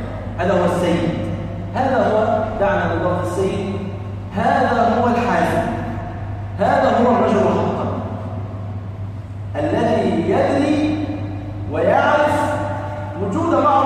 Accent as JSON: {"language": "Arabic", "country": "Egypt", "said": "يعني مثلا عندنا في مصر الناظر إلى نتائج الثانوية العامة في السنوات العشر الأخيرة"}